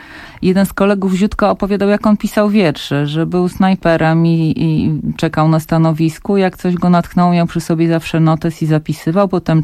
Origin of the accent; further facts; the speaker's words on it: Warsaw, Masovian Voivodeship, Poland; dorastałam w takich latach, kiedy bohaterowie powstania, no to byli prawie święci dla nas. I mieszkałam na Żoliborzu